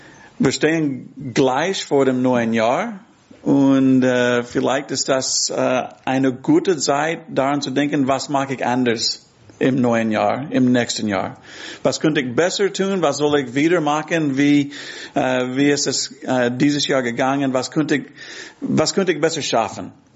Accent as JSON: {"language": "German", "region": "Texas", "country": "United States", "lives_now": "Hamburg, Germany", "said": "ich komme ursprünglich aus Texas, aber jetzt wohne ich in Hamburg. Meine Frau Karen ist hier. Wir sind seit 4 Jahren hier in Hamburg"}